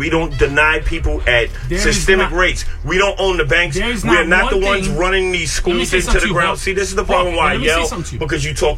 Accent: Bronx, New York, United States; I'm from Yankee Stadium, 163rd, 164th, Shanksby.

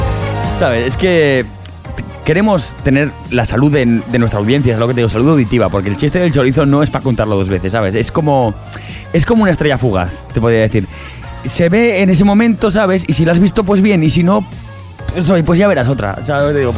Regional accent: Aragon, Spain; ¿Yo dónde voy a ser, hombre? ¡Maño, madre mía!

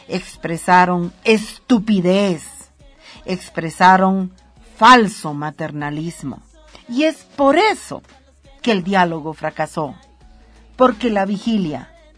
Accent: Bolivia; existo, aquí estoy, siento, pienso y soy boliviana.

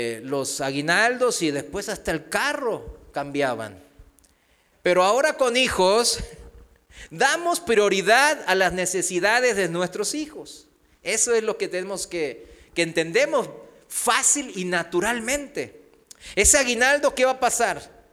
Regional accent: South Korea; de educación, de cultura, de nacionalidad, pues yo soy de Corea

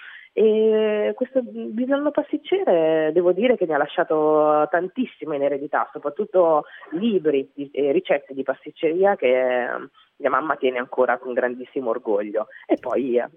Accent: central Italy, Italy; accent: central Italian; io sono cresciuta qua in Italia, quindi ho una parlata, una cadenza, un accento tipicamente italiano, e secondo me questo fatto di essere esteticamente esotica e invece avere questa voce, questa parlata molto del centro Italia

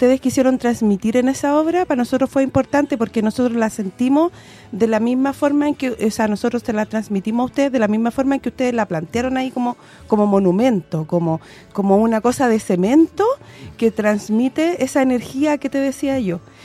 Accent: Santiago, Santiago Metropolitan Region, Chile; nosotros que vivimos en la Villa Francia y que nacimos acá en la Villa

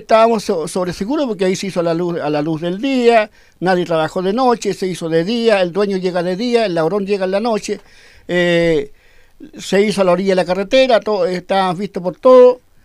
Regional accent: San Juan de la Costa, Los Lagos, Chile; also born or lived in Las Quemapos; Bueno, yo soy de San Juan de la Costa, yo nací en Las Quemapos, soy de San Juan de la Costa

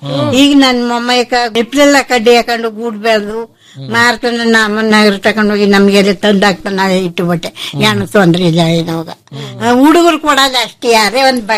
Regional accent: Chinnamalli, Karnataka, India; ನಮ್ಮೂರೇ ಚಿನ್ನಮಳ್ಳಿ.

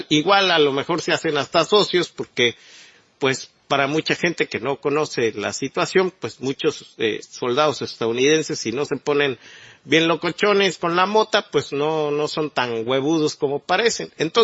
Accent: Mexico; realmente mostró su faceta desfavorable para todos como mexicanos, ¿no?

